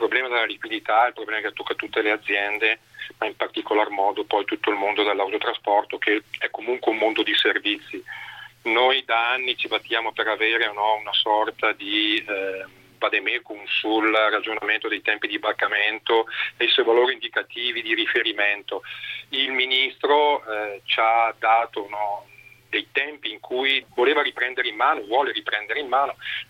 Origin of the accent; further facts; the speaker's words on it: Bergamo, Lombardy, Italy; Guarda, io do il dato di Bergamo, visto che sono di Bergamo.